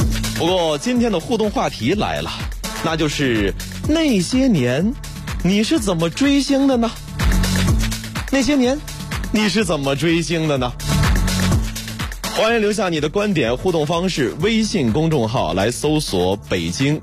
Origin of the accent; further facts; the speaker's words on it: Hebei, China; 我是河北人，模仿一下东北口音